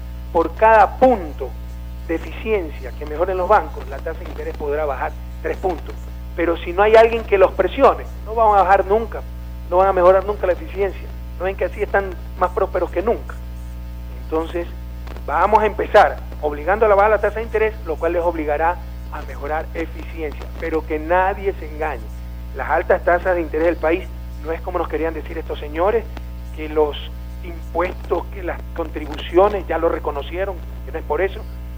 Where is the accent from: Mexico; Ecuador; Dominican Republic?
Ecuador; Guayaquil, Guayas; now in Alausí, Ecuador; Yo llevo 3 años, 4 años viviendo aquí, soy de Guayaquil.